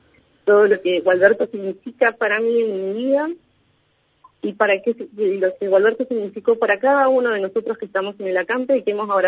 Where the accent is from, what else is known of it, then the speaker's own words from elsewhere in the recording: Balcheta, Río Negro, Argentina; yo soy de Balcheta